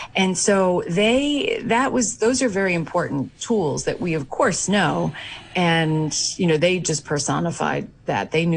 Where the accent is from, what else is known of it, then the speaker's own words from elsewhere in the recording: New York, United States; My mother always told me these stories when I was growing up in New York in the 70s.